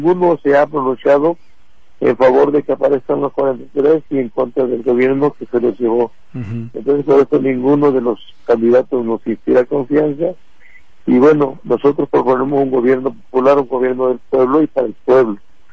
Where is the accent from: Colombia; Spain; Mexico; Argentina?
Mexico; como mexicanos tenemos derecho a libre tránsito por todo nuestro país